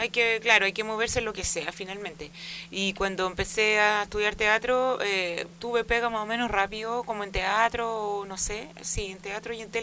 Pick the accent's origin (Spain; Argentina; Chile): Chile; Ñuñoa, Santiago Metropolitan; En Ñuñoa, siempre he sido una cabra muy ñuñoína.